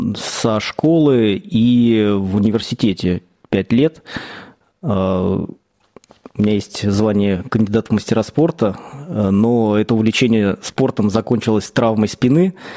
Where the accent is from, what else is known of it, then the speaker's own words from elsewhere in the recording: Palekh, Ivanovo Oblast, Russia; Я сам родился в Палихе.